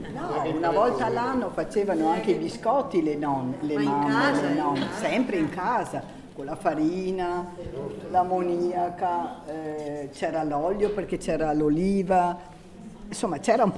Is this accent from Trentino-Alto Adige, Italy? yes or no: yes; Ceniga, Trentino-Alto Adige, Italy; now in Dro, Italy; sono da Ceniga nativa, però abito qui a Dro.